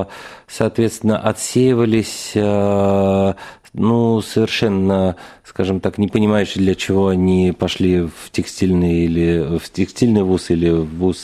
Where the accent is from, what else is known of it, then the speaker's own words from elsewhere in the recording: Moscow, Russia; На мой взгляд, даже намного лучше московских, многих. Это я вот говорю как москвич